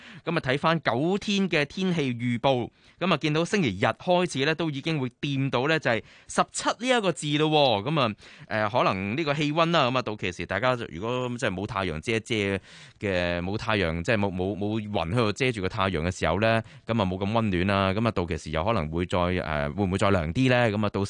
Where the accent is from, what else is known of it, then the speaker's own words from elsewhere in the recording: Hong Kong; 呢啲外國人咧都好中意去到睇，我哋香港人都好中意睇。